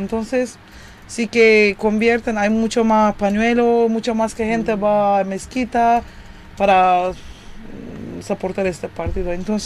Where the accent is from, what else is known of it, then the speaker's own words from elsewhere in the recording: Turkey; porque también vivimos en Turquía, somos turcos